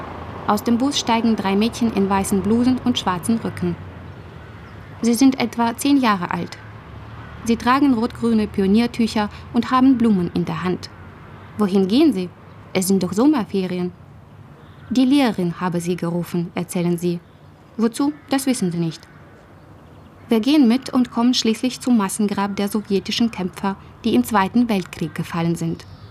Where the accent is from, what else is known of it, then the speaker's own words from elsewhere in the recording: Chausy, Mogilev Region, Belarus; moved away; Mindestens einmal im Jahr fahre ich nach Chausse. Das ist meine Heimatstadt. Sie hat 10.000 Einwohner und liegt im Osten von Belarus, 70 Kilometer von der russischen Grenze entfernt.